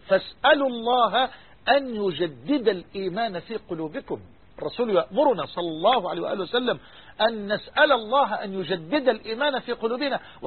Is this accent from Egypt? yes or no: yes; Egypt; بلغتنا كمصريين لا فائدة